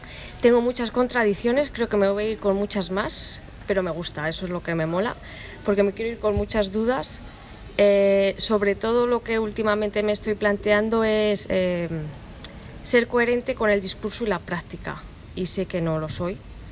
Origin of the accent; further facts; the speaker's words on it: Logroño, La Rioja, Spain; vengo de Logroño